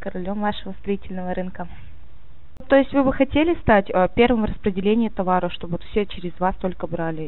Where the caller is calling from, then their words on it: Rostov-on-Don, Rostov Oblast, Russia; Ростов-на-Дону.